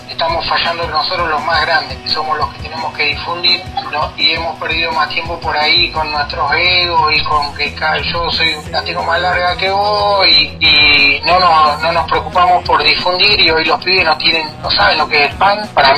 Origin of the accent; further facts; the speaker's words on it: Chubut, Argentina; yo soy de acá de Chubut